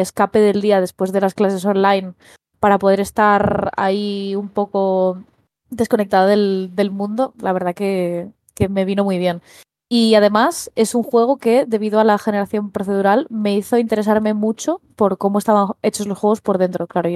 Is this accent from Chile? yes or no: no; Asturias, Spain; Un juego hecho en mi tierra, en Asturias